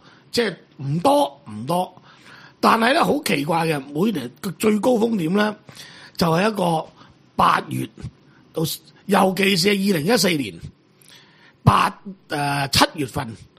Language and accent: Cantonese; Hong Kong; 係人都知道我哋香港人慣咗